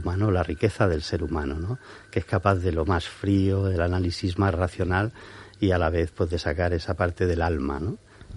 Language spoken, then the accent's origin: Spanish; Murcia, Region of Murcia, Spain; born there; Yo nací en Murcia, como os comentaba al principio, aunque no he vivido en Murcia mucho tiempo